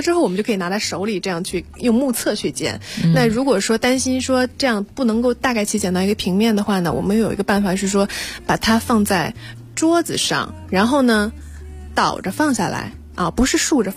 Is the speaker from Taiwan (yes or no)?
no; China; 但是我们中国人会对菊花有一些忌讳